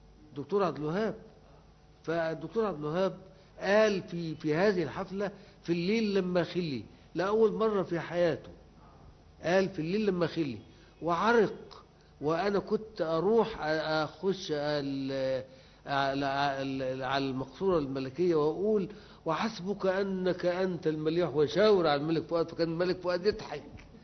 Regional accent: Upper Egypt, Egypt; now in Cairo, Egypt; ما انا كنت جاي من الصعيد

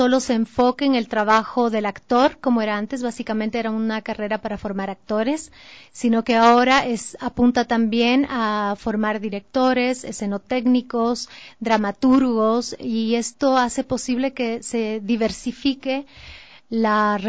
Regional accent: Ecuador; esa diversidad cultural de la que somos parte como ecuatorianos

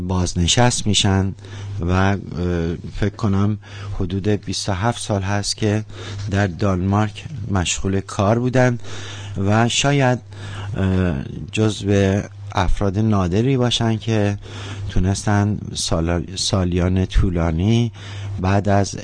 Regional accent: Mazandaran, Iran; born there; ایشون و بنده در یک شهر در استان مازندران متولد شدیم

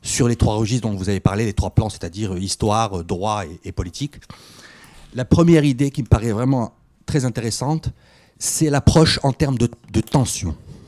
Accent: Morocco; Je suis de passage à Paris, je viens du Maroc.

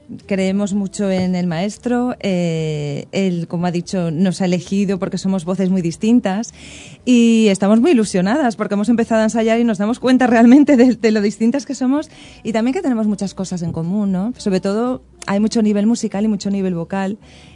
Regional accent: Netherlands; Sí, de Holanda.

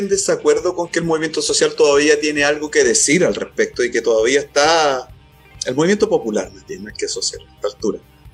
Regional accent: Chile; simplemente me preocupa como un chileno más nomás

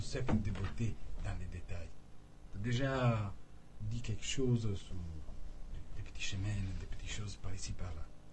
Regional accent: Venice, Veneto, Italy; French is a second language; étant donné que moi, je viens de Venise, donc il y a beaucoup de canaux à Venise.

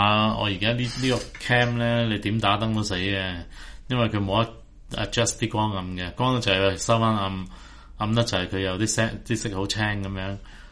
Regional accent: Hong Kong; 我哋香港人就覺得佢哋應該要識講普通話喎

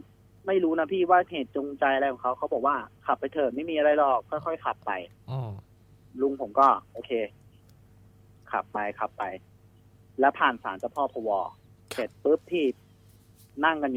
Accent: Nonthaburi, Thailand; ผมต้องย้อนกลับไปตอนที่ผมเป็นเด็กครับพี่อายุประมาณสัก11 12เนี่ยแหละก็คือผมบ้านอยู่นนทบุรีใช่ไหมครับ

